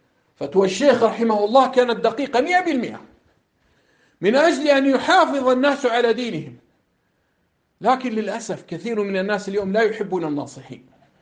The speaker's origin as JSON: {"language": "Arabic", "country": "Jordan", "said": "واحد هنا عندنا في الأردن على المنبر"}